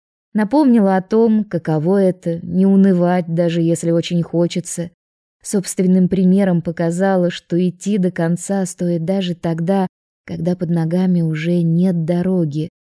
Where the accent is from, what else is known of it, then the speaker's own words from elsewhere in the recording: Russia; Я же из России, помните?